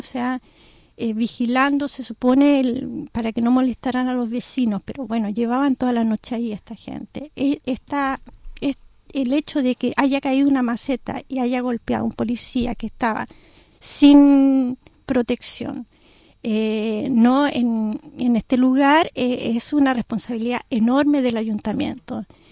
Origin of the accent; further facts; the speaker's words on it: Chile; si tú piensas que somos extranjeros, que somos chilenos